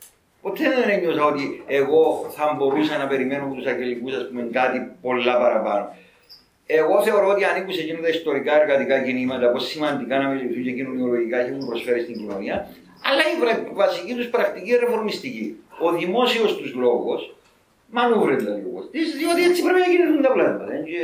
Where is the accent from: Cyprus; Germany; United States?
United States; Λοιπόν, εγώ μεγάλωσα στην Αμερική, ήταν φοιτητής. Έζησα τα κινήματα της Αμερικής που ήταν το απότοκο της δεκαετίας του 60.